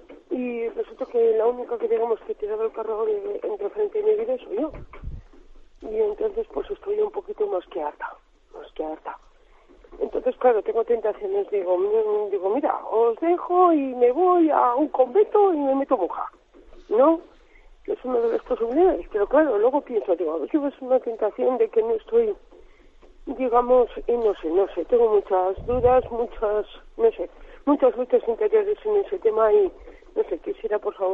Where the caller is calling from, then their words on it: Logroño, La Rioja, Spain; de Logroño.